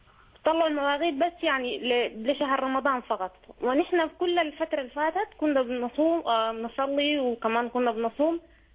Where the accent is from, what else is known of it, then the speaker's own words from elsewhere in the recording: Eritrea; moved away; also born or lived in Sudan; نحن جينا من الهجرة، يعني جينا كنا نحن إريتريين أصلا وجينا من السودان.